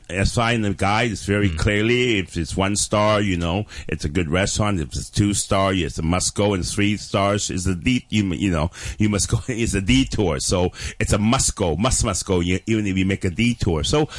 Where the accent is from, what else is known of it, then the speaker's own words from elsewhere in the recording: Toronto, Ontario, Canada; moved away; also born or lived in London / Hong Kong; I was born in London, mm-hmm. and as an infant I came back to Hong Kong, and in the mid-60s we immigrated all to Canada. So I was brought up in Toronto.